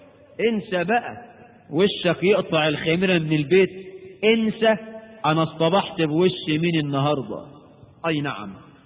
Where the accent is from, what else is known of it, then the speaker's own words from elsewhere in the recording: Egypt; وانا مصري مش هندي ولا حاجة، انا من حواري مصر.